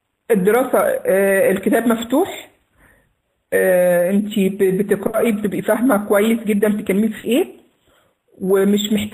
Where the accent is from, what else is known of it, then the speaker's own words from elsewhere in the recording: Egypt; accent: Egyptian; مش عارفة أنا لهجتي مفهومة ولا لأ لغير المصريين.